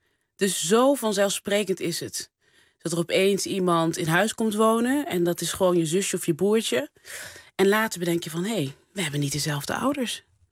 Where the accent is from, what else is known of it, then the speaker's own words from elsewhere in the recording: North Brabant, Netherlands; accent: Brabantian; En die moesten lachen om mijn Brabants accent.